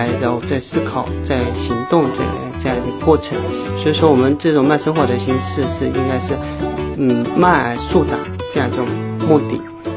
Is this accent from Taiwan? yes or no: no; Zhejiang, China; 因为我就出生在茶的产地浙江，自小就是跟茶为伴。